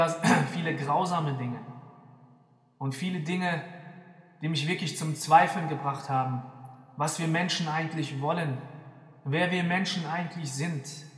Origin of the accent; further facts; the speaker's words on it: Germany; Ich bin Deutscher und ich bin Moslem.